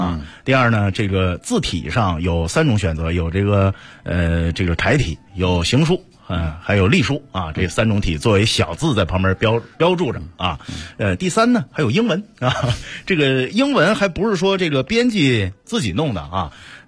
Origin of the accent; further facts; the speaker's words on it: China; 可能就是我们中国人吧